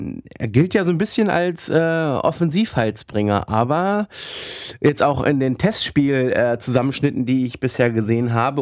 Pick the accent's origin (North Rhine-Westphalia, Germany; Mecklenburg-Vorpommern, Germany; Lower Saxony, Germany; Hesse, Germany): Lower Saxony, Germany; Hanover; born there; Also ich als geborener Hannoveraner muss sagen, Hamburg ist dann doch noch schöner.